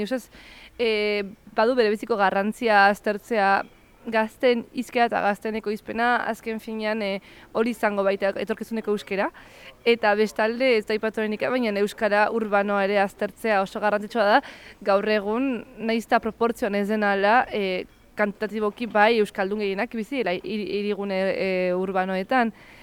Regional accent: San Sebastián, Basque Country, Spain; ez Donostikoa naiz, eta beti ere bazen nola baiteko estigma Donostiko euskaldunekiko

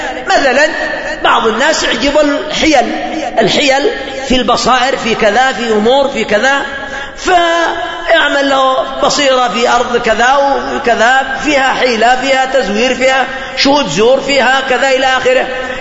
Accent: Yemen; تكثر الفتن في بلادنا اليمنية

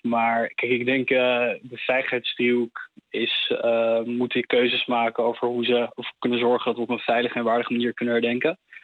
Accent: Netherlands; zeker 4 mei, dat draait om onze eigen geschiedenis als Nederlanders en om de wereldoorlog die heeft plaatsgevonden.

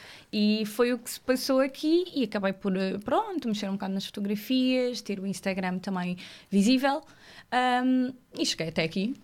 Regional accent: Évora, Alentejo, Portugal; moved away as an adult; now in Lisbon, Portugal; Eu sou natural de Évora, Alentejo. Sou alentejanita. Vim estar para Lisboa com 19.

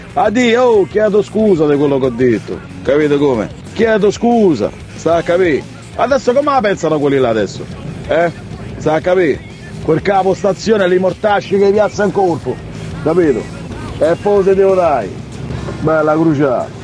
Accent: Brazil; Bada bene che sono negro pure io e so brasiliano, capito?

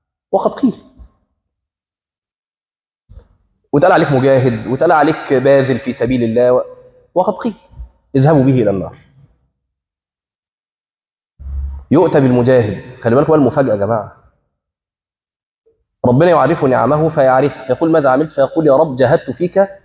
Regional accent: Egypt; حتى عندنا في مصر يقول لك وانا غلطت في

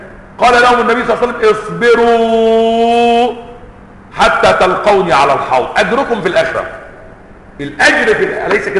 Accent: Upper Egypt, Egypt; الذي يقال عنهم عندنا في الصعيد المطاريد

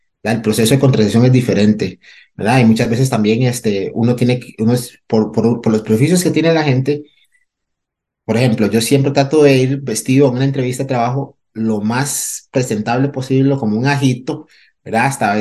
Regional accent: Limón, Costa Rica; first language Limonese Creole English; Spanish is a second language; mi lengua materna, mi primer, que es una variante lingüística del inglés, que hablamos en Limón

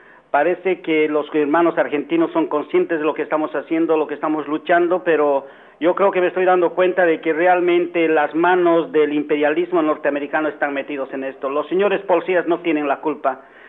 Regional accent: Bolivia; Debo indicarle que en mi país no hay abuso policial, todos nos entendemos con voz, palabra y hechos. Resulta de que hay una defensa intransigente de derechos humanos en Bolivia

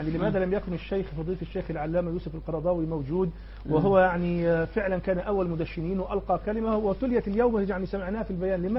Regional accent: Egypt; يعني إيه المطلوب مني أنا كمواطن مصري أو كثائر؟

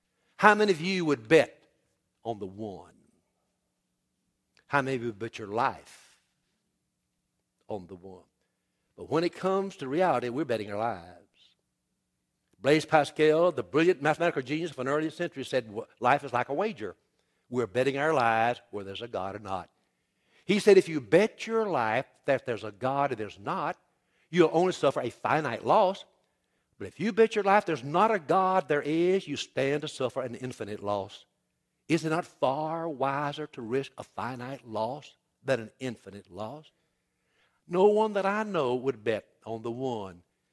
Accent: Louisiana, United States; Even as a Cajun, I got my system worked out.

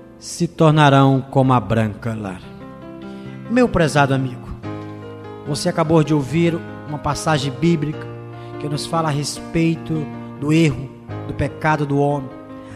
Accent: Ceará, Brazil; Hoje nasci no dia 17 de agosto de 1966, sou cearense, graças a Deus, com muito orgulho, e sou filho de crente, filho de pastor.

